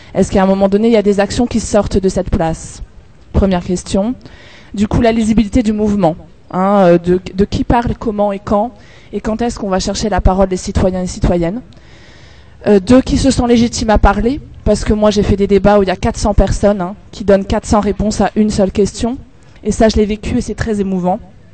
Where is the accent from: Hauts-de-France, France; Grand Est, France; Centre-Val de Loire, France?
Grand Est, France; Strasbourg; Bon, moi, je viens de Strasbourg, hein